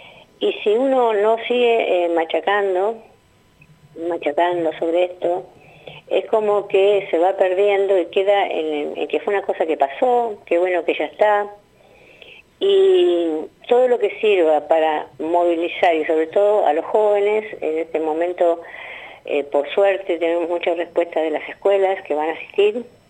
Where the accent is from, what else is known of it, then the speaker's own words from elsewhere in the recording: La Plata, Buenos Aires Province, Argentina; yo soy una víctima también del terrorismo de Estado en otro lugar, que yo soy de La Plata, uh-huh. Hace 29 años que vivo acá